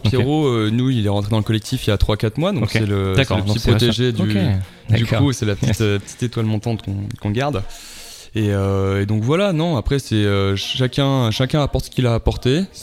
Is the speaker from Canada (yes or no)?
no; Nice, Provence-Alpes-Côte d'Azur, France; now in Lyon, France; Alors non, moi je suis pas de Lyon. Nous on vient de Nice à la base.